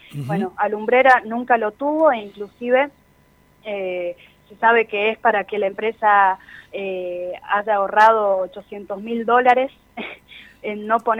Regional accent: Catamarca, Argentina; Soy de la ciudad de Catamarca, sí.

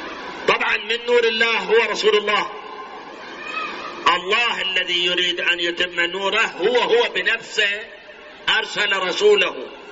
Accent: Iraq; هاي الاحزاب الآن كم حزب سياسي عندنا بالعراق؟

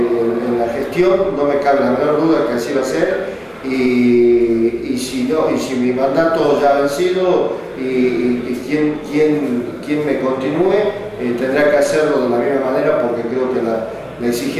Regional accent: Argentina; como dirigente argentino, deseo de corazón

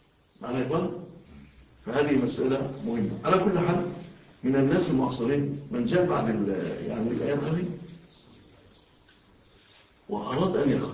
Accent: Egypt; أنتوا شوفوا في بلادنا مصر

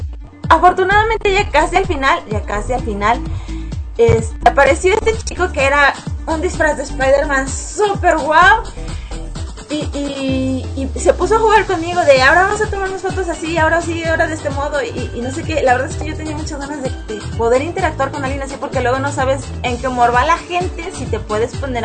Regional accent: Peru; Y las festividades en mi país, Perú, no me agradan.

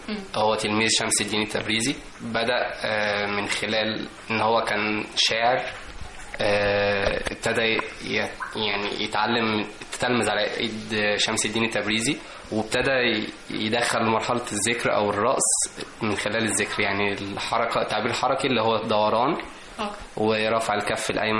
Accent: Egypt; اللي هو إحنا كشعب مصري بيحب الفرح والسعادة والألوان المبهجة

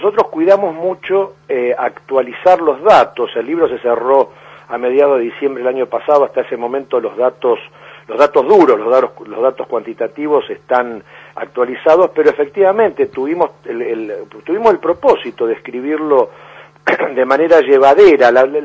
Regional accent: Argentina; nosotros como argentinos, ¿no es cierto?, tenemos como una especie de condición austral extrema

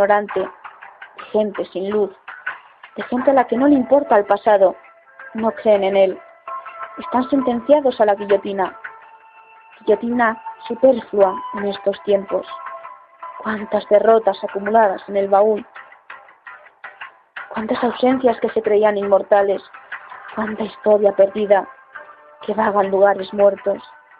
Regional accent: Soria, Castile and León, Spain; tengo 28 años y soy de Soria, España. Y desde esta poética tierra os envío este poema.

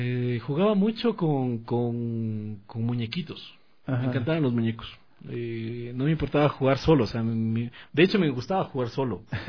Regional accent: Sangolquí, Pichincha, Ecuador; also born or lived in Quito; yo nací en Quito. En Quito, pero a los 2 años fui a vivir a Sangolquí. Estuve en Sangolquí.

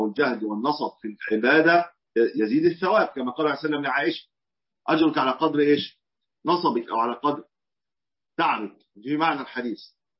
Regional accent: Egypt; وهي ما يسمى عندنا في مصر البرص

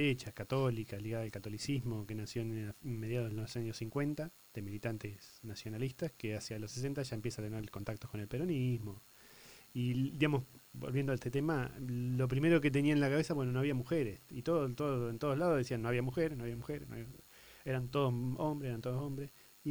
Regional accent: Tandil, Buenos Aires Province, Argentina; Soy de Tandil, mi señora vivió en Gardey

